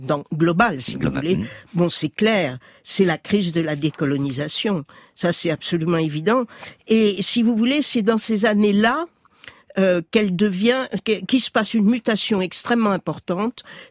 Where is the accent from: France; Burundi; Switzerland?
France; Paris, Île-de-France; j'étais très militante dans les années 70-73, à Paris, je suis parisienne